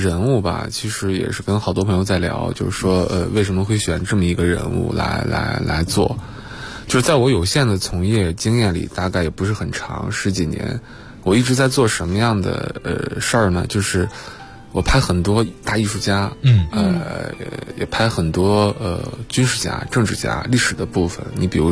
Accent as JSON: {"language": "Chinese", "region": "Inner Mongolia", "country": "China", "tie": "born or raised there", "lives_now": "Beijing, China", "said": "有一年我回家，因为我老家是内蒙嘛"}